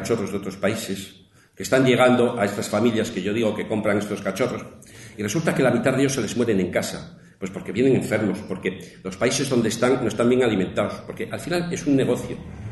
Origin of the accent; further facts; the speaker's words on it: Castile and León, Spain; nosotros allí lo tenemos con los lobos y sobre todo en mi tierra leonesa, ahí arriba